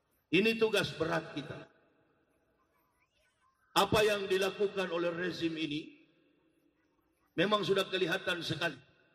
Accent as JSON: {"language": "Indonesian", "town": "Manado", "region": "North Sulawesi", "country": "Indonesia", "tie": "born there", "said": "Saya dilahirkan di kota Manado. Kota Manado itu adalah mayoritas berpenduduk agama Kristen. Dulu saya masuk Islam di Manado itu, di Sulawesi."}